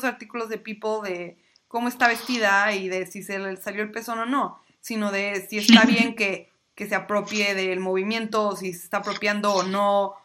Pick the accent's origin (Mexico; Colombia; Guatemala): Mexico; Yo hice guacamole como buena mexicana